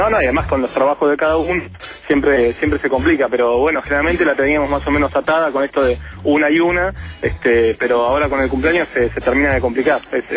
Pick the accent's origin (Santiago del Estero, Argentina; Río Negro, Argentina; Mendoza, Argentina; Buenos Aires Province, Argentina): Buenos Aires Province, Argentina; Bahía Blanca; now in Caseros, Argentina; Vivo en Caseros con mi pareja y soy de Blanca.